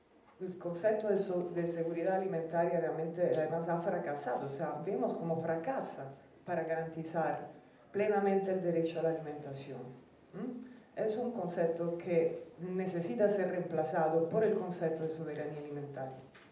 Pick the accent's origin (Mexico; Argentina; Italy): Italy; Spanish is a second language; Pues, yo soy italiana.